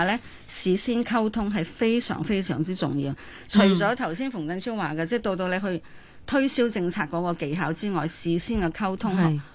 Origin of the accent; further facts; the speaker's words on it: Hong Kong; 咁我哋香港人，我哋算係比較幸運啦，即係政府同我哋採購咗疫苗。